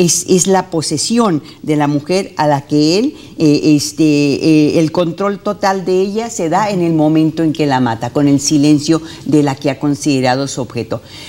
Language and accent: Spanish; Mexico; lo que está pasando en mi país, en México